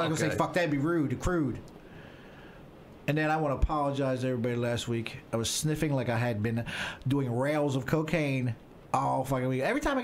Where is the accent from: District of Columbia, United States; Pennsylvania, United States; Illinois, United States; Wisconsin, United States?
Pennsylvania, United States; Philadelphia; Hey, I grew up in Little Italy, South Philadelphia.